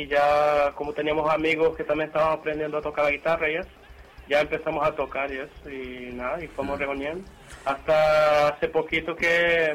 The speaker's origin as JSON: {"language": "Spanish", "country": "Brazil", "moved": "yes", "lives_now": "Spain", "said": "Hay tres hermanos, y somos de Brasil. Y llevamos aquí afincados ya 10 añitos ya."}